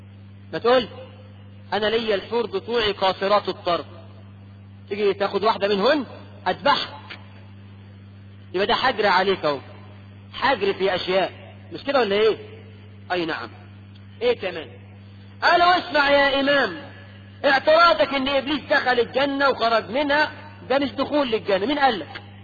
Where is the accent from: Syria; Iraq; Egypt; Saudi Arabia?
Egypt; واحنا كمصريين تقول